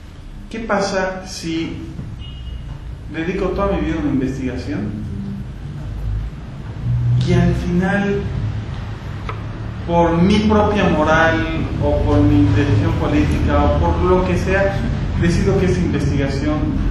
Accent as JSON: {"language": "Spanish", "country": "Bolivia", "said": "yo soy autor boliviano, estoy en el círculo de autores bolivianos"}